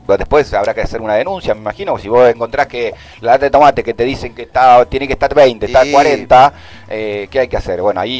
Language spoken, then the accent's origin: Spanish; Argentina; somos los argentinos